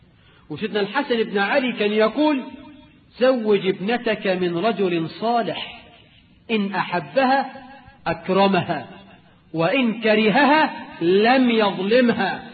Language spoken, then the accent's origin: Arabic; Egypt